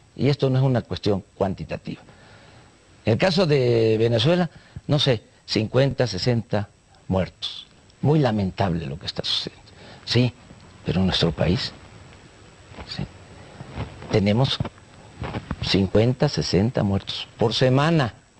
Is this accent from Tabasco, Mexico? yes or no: yes; Tepetitán, Tabasco, Mexico; Soy de Tepetitán, Macuspana, Tabasco, México.